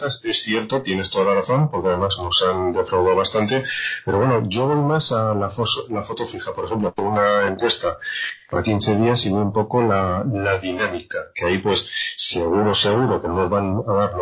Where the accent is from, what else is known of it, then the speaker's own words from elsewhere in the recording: Aragon, Spain; Yo soy aragonés